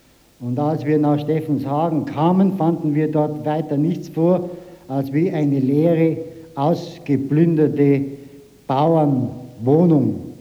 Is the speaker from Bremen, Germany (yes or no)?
no; Munich, Bavaria, Germany; Ich komme aus Westdeutschland und zwar aus München.